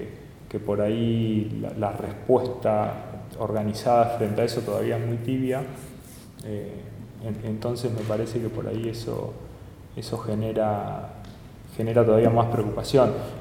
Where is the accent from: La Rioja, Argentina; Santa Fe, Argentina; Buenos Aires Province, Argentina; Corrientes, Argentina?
Buenos Aires Province, Argentina; La Plata; los que somos de acá de La Plata